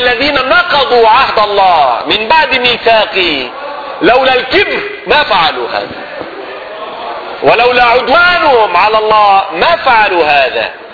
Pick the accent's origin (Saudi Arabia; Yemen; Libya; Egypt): Libya; كانت بلادنا ليبيا أليست بلاد المسلمين؟